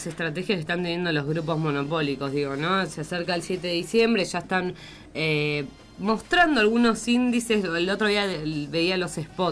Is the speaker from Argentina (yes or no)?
yes; Argentina; mucha tristeza, mucho dolor como pueblo argentino.